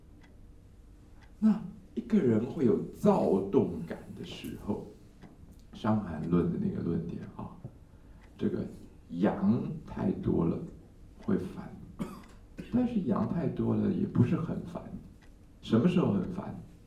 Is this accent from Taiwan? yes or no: yes; Taiwan; 这个short circuit， 我们台湾人叫短路，你们叫什么？